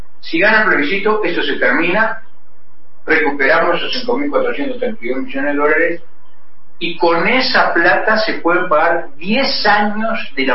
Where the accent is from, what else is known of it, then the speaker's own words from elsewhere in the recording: Uruguay; Como yo digo, somos todos los uruguayos y las uruguayas.